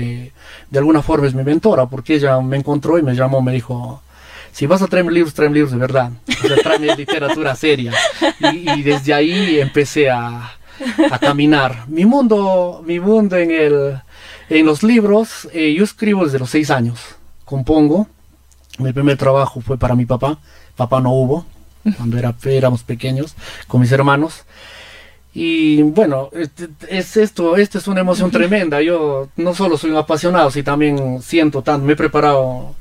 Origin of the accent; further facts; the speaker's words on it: Peru; Y yo ahí, como todo peruano y como todo curioso nuevo, ¿no? Dirían en Lima, bajadito